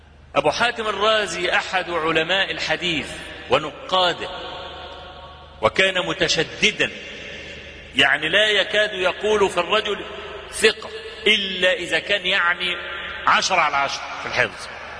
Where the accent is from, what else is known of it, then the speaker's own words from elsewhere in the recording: Egypt; عندنا في مصر